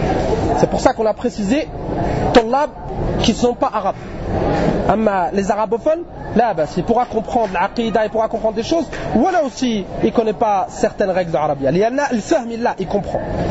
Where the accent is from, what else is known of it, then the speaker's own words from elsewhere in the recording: France; On vient de France, d'Europe